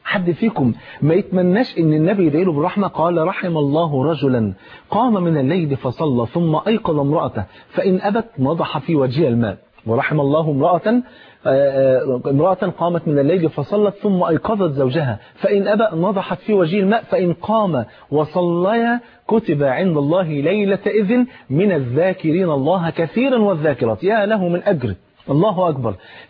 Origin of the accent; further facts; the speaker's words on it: Egypt; زي بيقولوا يعني في المثل عندنا في مصر